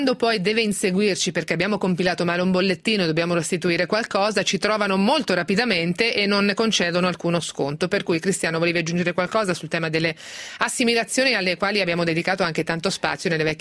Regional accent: Castelfidardo, Marche, Italy; No, ma sono di Castelfidardo pure io, l'ho detto mille volte

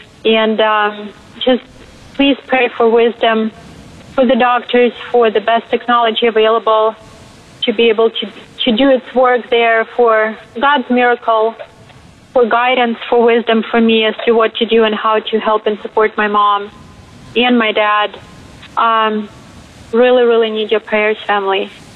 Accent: Ukraine; now in United States; I'm originally from Ukraine. My family is, my parents are still there, and I'm their only child.

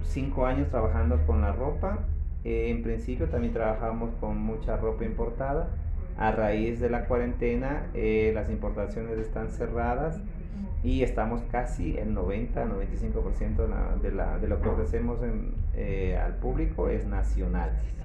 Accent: Ecuador; desde el año 2014 estuve ya planteado en que yo me venía para Ecuador, a mi tierra.

